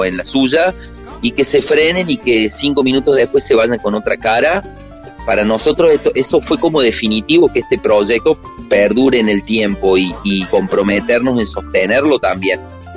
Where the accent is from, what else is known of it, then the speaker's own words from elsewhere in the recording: Córdoba, Argentina; somos una banda cordobesa, de cordobeses, en Córdoba, al sur del mundo